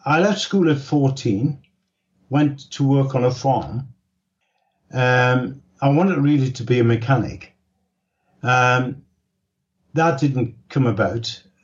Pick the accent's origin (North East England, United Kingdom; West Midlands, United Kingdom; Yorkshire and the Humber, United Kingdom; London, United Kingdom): North East England, United Kingdom; Newcastle; I was born in Newcastle in 1938. That was two years just before the Second World War.